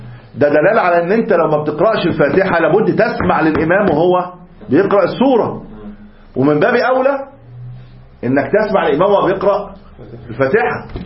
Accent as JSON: {"language": "Arabic", "region": "Upper Egypt", "country": "Egypt", "said": "ممكن كنت انت صعيدي هناك، انا صعيدي هنا."}